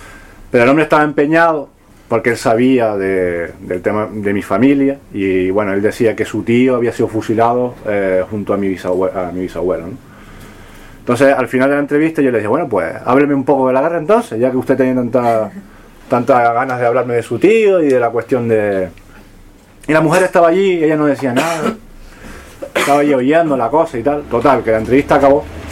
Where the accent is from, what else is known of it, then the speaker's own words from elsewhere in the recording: Canary Islands, Spain; es que vengo del Pedroso, mi familia es del Pedroso, pero soy de Tenerife